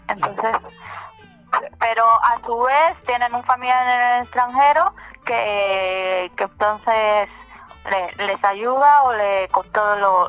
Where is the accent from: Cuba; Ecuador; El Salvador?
Cuba; moved away; Yo cuando regreso a Cuba soy tratada como extranjera, pero no por el Estado y el gobierno